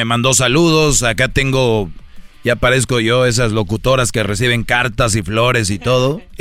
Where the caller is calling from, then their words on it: Guanajuato, Mexico; Soy de Guanajuato, saludos, lo escuchamos aquí en Santana, en la construcción.